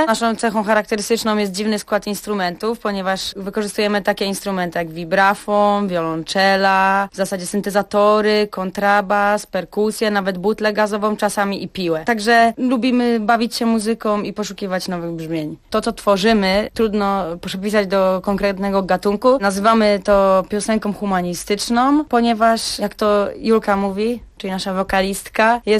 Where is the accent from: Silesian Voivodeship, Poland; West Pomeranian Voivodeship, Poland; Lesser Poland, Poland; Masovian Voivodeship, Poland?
West Pomeranian Voivodeship, Poland; Szczecin; now in Toruń, Poland; ja mieszkam w Toruniu, ale jestem również szczecinianką.